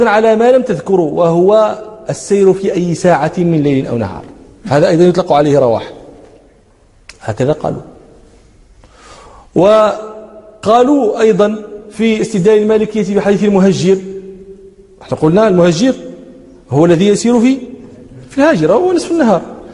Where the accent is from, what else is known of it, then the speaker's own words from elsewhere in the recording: Morocco; افتحنا عندنا في المغرب الباكور، باكورة الفاكهة